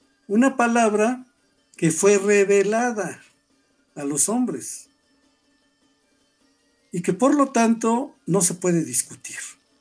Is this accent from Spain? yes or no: no; Mexico; Somos mexicanos